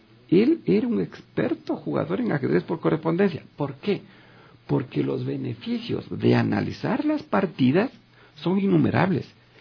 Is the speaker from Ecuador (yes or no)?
yes; Ecuador; vivo en Ecuador, soy ecuatoriano y quiero representarle a mi país.